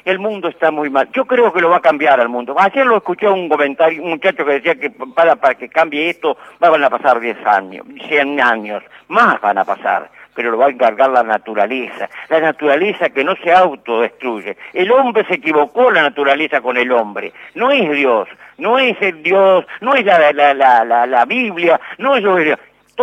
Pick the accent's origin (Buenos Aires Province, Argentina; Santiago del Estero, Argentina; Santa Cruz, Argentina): Buenos Aires Province, Argentina; San Nicolás; Yo vivo en San Nicolás, soy de San Nicolás, nicoleño